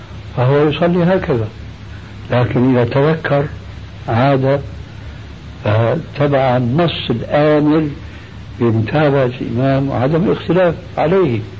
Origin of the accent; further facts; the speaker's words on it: Syria; كما يقول عندنا في الشام